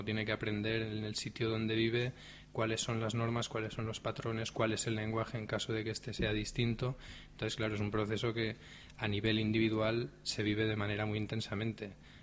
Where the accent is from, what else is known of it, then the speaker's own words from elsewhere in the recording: Tarragona, Catalonia, Spain; que luego vino a Tarragona, de donde vengo yo